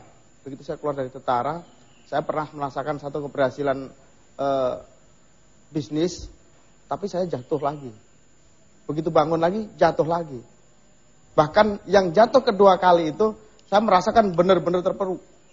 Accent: Java, Indonesia; Karena prinsip saya ini perantau. Saya dari Jawa sana.

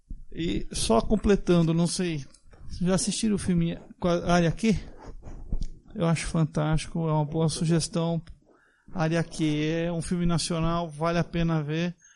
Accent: Jacareí, São Paulo, Brazil; sou de Jacareí. Sou espírita, umbandista.

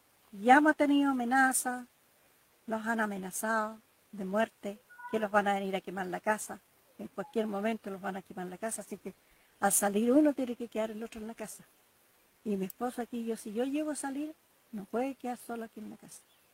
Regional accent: Tranquil, Los Ríos, Chile; soy de aquí de Tranquil.

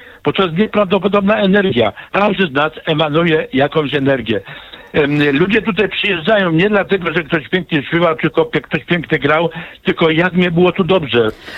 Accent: Kraków, Lesser Poland, Poland; bo ja jestem z Krakowa

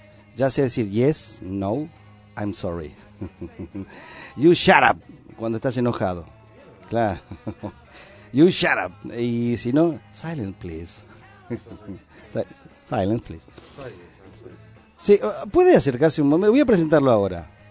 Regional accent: Argentina; Ahora nos tratan a todos los argentinos de que somos agrandados en toda Latinoamérica.

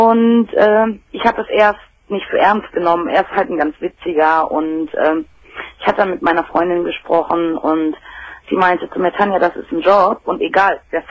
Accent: Dortmund, North Rhine-Westphalia, Germany; born there; ich bin gebürtige Dortmunderin, also.

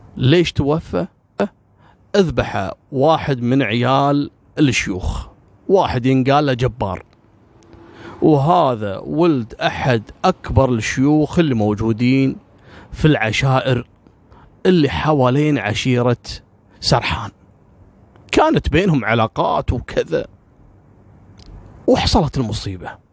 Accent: Kuwait; أنا ككويتي مثلا أو الكويتيين ممكن لهم موقف من العراق

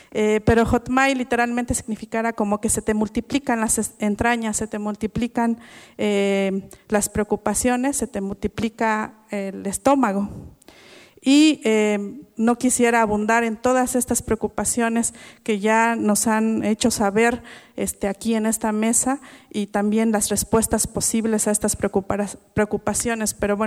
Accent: Oaxaca, Mexico; first language Mixe; Spanish is a second language; en mije, que es la lengua, mi lengua materna, nuestra lengua materna, casi siempre para hablar de sentimientos

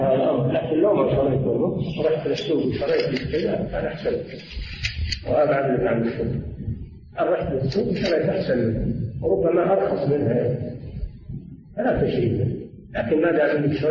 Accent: Riyadh, Riyadh Province, Saudi Arabia; نزل على بلدنا الرياض ولم ينزل على البلاد الأخرى

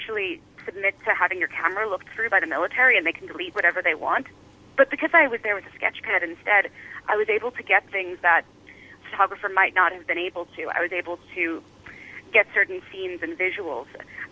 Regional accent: United States; I mean, I'm an American, so that's where my focus is.

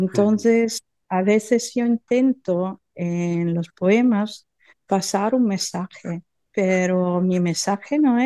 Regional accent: Forlì, Emilia-Romagna, Italy; Spanish is a second language; aquí en mi pueblo, en Forlì, en Romaña

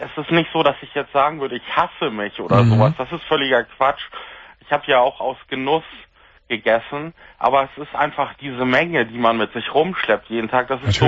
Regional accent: Hamburg, Germany; Und ich komme aus Hamburg, also wohne in der Nähe von der Außenalster, wo ich früher einmal drum gejoggt bin.

